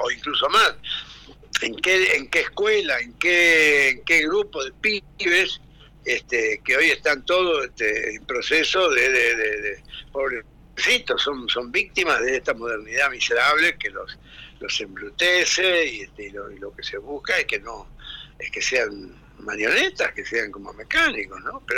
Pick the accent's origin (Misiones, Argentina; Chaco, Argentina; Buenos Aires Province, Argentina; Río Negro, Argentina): Chaco, Argentina; yo soy chaqueño, yo nací en el Chaco y vivo en el Chaco.